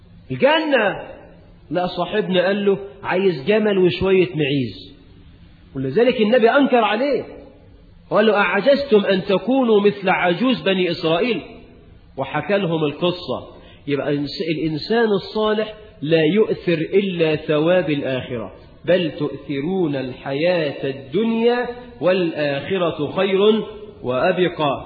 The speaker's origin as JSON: {"language": "Arabic", "country": "Egypt", "said": "وزي ما احنا كمصريين تقول لواحد ايدك معايا"}